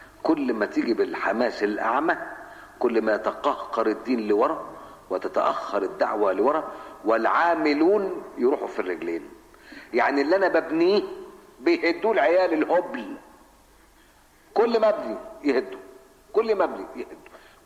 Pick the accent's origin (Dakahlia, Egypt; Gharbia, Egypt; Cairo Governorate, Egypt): Cairo Governorate, Egypt; Cairo; now in Alexandria, Egypt; انا بقى قاهري، انا مش اسكندراني، انا قاهري، انا جيت هنا بحكم العمل، قاهري. ومن طلاب مدرسه اشتهرت بمثل هذه الامور، مدرسه الخديويه الثانويه، وبيتي جنب المركز العام للاخوان المسلمين